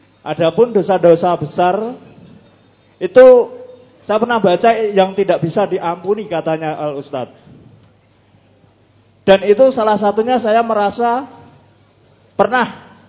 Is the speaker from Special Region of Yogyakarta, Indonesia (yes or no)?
yes; Bantul, Special Region of Yogyakarta, Indonesia; di daerah Bantul, di kampung halaman saya sendiri, di tempat kelahiran saya.